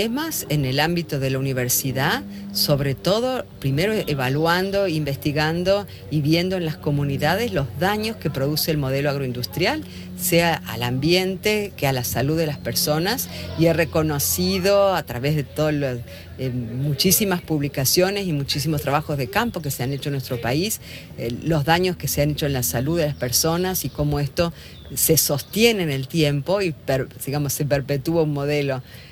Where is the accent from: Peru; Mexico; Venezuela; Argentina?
Argentina; vengo de Argentina, mi lugar de trabajo está en Córdoba